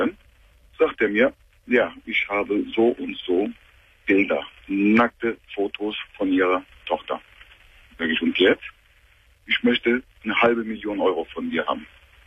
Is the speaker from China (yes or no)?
no; Turkey; German is a second language; now in Germany; ich bin 39 Jahre alt. Mhm. Ursprünglich bin ich ein Türke, komme ich aus der Türkei.